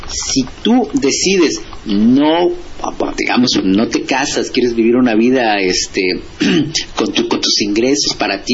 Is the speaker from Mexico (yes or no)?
yes; Mexico; Yo como mexicano, pues nací, soy hijo de la crisis.